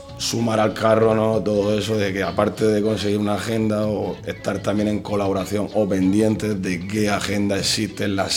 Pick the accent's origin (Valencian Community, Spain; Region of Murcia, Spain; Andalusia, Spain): Region of Murcia, Spain; Murcia; los que somos de Murcia la conocemos bien desde mucho tiempo